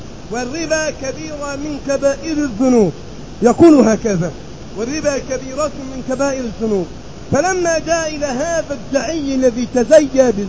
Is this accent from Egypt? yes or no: yes; Egypt; الرجل الذي يأتي في سفرات إلى بلدنا مصر ليقضي بعض المصالح